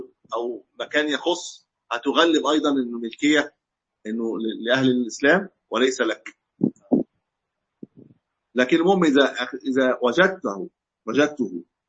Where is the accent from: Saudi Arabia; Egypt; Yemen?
Egypt; كما عندنا في مصر مثلا من الفراعنه